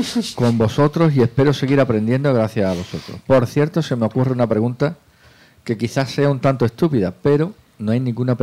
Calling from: Navarre, Spain; de Navarra.

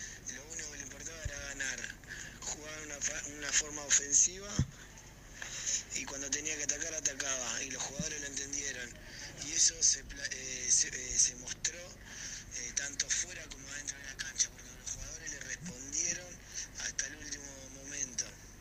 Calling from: La Plata, Buenos Aires Province, Argentina; soy de La Plata.

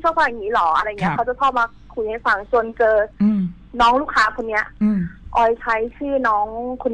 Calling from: Pathum Thani, Thailand

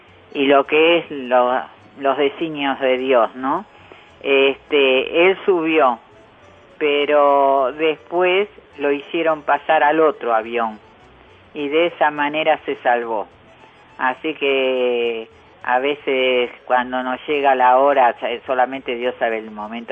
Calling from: Villa Luzuriaga, Buenos Aires Province, Argentina; de Villa Luz Uriaga.

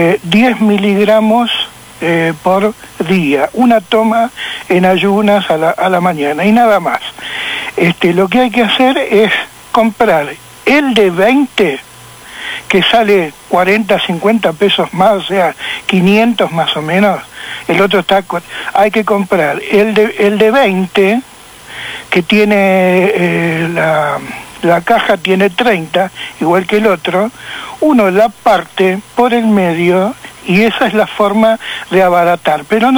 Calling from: Boedo, Buenos Aires, Argentina

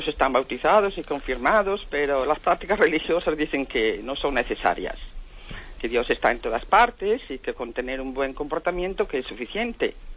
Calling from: Ourense, Galicia, Spain; de Orense.

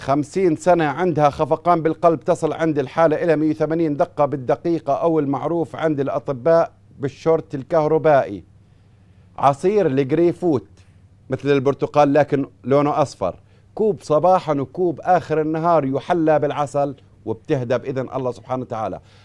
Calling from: Baghdad, Baghdad Governorate, Iraq; أنا من بغداد أشكو من حصوة في الكلية

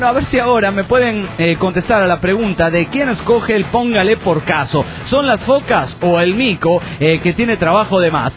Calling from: Cochabamba, Bolivia; Soy de Cochabamba, Bolivia.

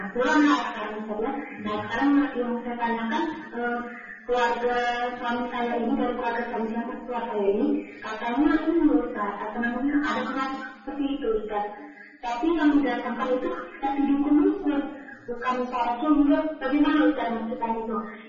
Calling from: Baturaja, South Sumatra, Indonesia; Saya dari Batu Raja Palembang

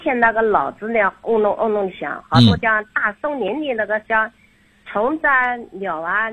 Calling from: Xuancheng, Anhui, China; 我来自安徽宣城的。

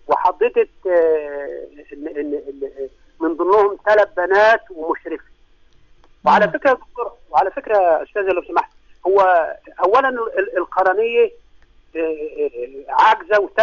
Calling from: Qutur, Gharbia, Egypt; سجين مركز قطور غربية

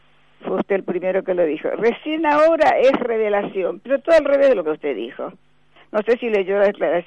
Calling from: Buenos Aires, Argentina; de Recoleta.

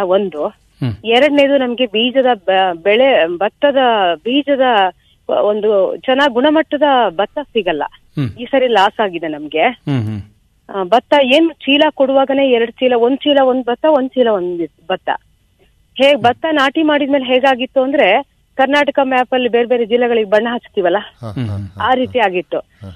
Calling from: Seekanahalli, Karnataka, India; ಸೀಕನಹಳ್ಳಿ Belur taluk.

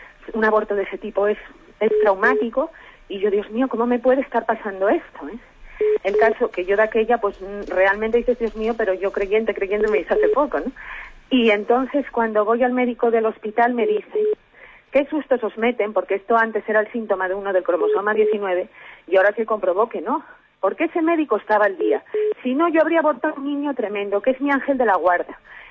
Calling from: Oviedo, Asturias, Spain; de Oviedo.

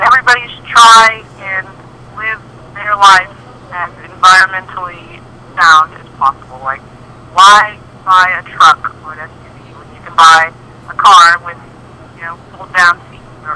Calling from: Austin, Texas, United States; Yes, I am calling you from Austin, Texas.

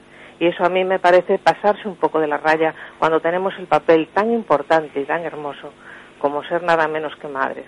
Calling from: Madrid, Community of Madrid, Spain; de Madrid

